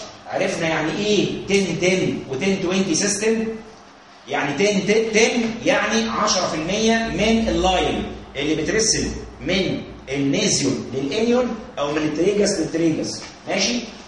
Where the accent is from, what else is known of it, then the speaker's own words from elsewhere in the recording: Egypt; بصوا يا جماعه احنا مصريين كويس كلنا مع بعض، ما فيهاش حد فرنساوي